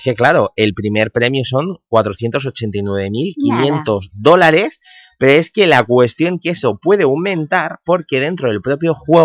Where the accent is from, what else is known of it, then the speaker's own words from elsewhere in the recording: Spain; en esto de los videojuegos los españoles estamos aquí muy a tope